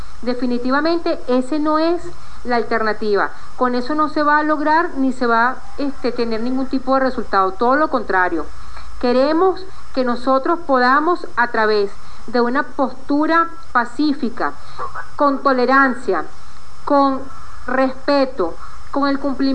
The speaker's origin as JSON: {"language": "Spanish", "country": "Venezuela", "said": "y todos somos venezolanos, y Venezuela es un solo país."}